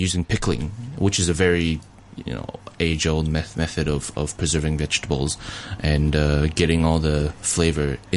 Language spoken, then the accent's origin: English; Taiwan; also born or lived in Canada; now in Australia; the Chinese food that I grew up in Taiwan, the Chinese food that I grew up eating in Canada